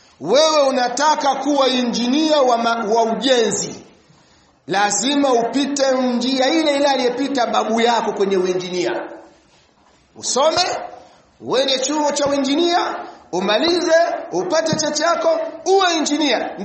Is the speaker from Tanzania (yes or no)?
yes; Mwanza, Tanzania; Kule kwetu kuna bwana mmoja anaitwa, kule Mwanza kuna bwana mmoja anaitwa